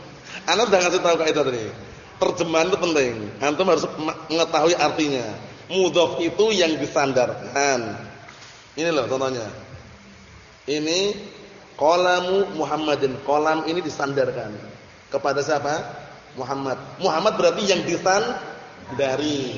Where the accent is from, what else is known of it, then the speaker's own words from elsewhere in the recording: Indonesia; Karena kita bukan orang Arab. Kita ini orang Indonesia.